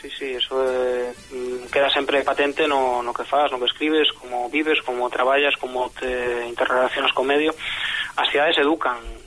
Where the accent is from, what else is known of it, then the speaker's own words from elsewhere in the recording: Galicia, Spain; moved away as an adult; also born or lived in Basque Country; now in Salt, Spain; Meus pais vivían perto de Bilbao, non en Baracaldo previamente. Pero sí, eu vivín uns anos en Euskadi e despois xa crecín en Galicia pois entre os 4 ou 5 anos e os 20 algo. Pois os 20 algo xa emigrei por unha segunda vez a Cataluña.